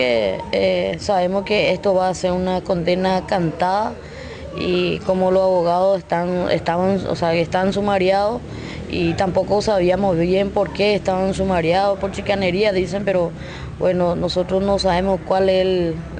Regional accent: Paraguay; nosotros como campesinos exigimos, ¿verdad?, que se investigue, porque tenemos nuestra dignidad, somos paraguayos

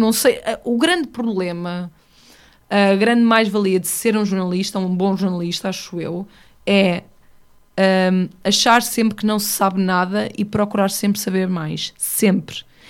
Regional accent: Oliveira das Meias, Norte, Portugal; Eu sou de Oliveira das Meias, que por acaso é no Norte, mas eu não sou uma mulher do Norte

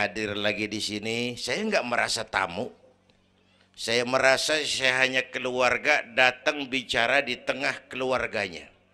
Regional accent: Kebayoran, Jakarta, Indonesia; born there; Bahwa saya lahir di Kebayoran, itu mah kebetulan.

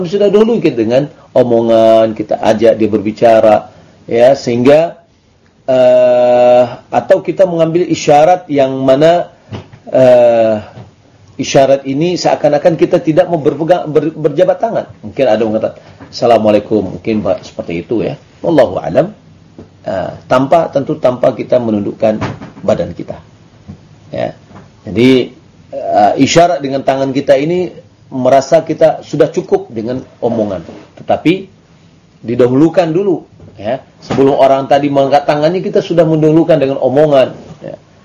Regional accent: Dharmasraya, West Sumatra, Indonesia; berasal dari Damasraya.

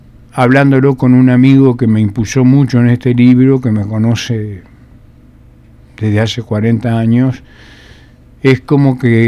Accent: Fray Bentos, Río Negro, Uruguay; Yo soy de Fray Bentos.

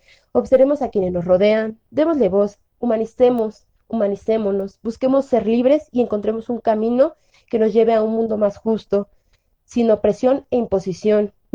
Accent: State of Mexico / Mexico City, Mexico; somos morritas del Estado de México y de la Ciudad de México

